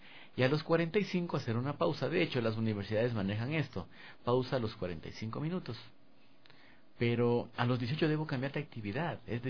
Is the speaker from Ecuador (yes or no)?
yes; Ecuador; Y en mi país apenas 3. Y quizás sea porque soy un ecuatoriano y de pronto ven que el instructor es ecuatoriano.